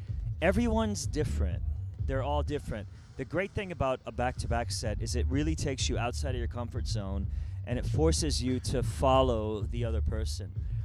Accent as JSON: {"language": "English", "country": "Iran", "moved": "yes", "said": "I came from Iran, yeah."}